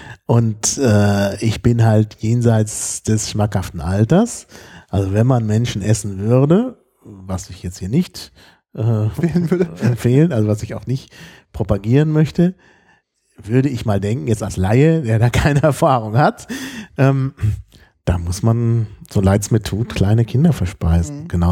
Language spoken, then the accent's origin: German; Berlin, Germany; Deshalb würde ich auf jeden Fall sagen, ich komme aus Berlin.